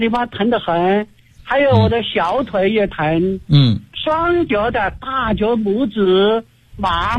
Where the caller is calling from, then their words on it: Chengdu, Sichuan, China; 我是成都的一名学员。